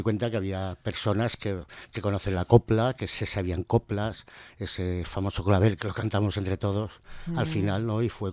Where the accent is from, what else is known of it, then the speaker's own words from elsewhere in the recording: Cuarte, Spain; más en Cuarte, que ha sido mi pueblo, prácticamente.